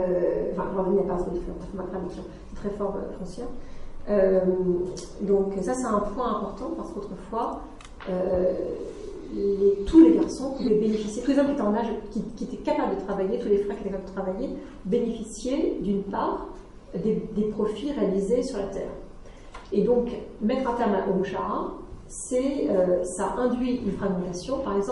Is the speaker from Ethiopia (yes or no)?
no; France; je suis française, mais ça fait tellement longtemps que je suis dans mon mandarin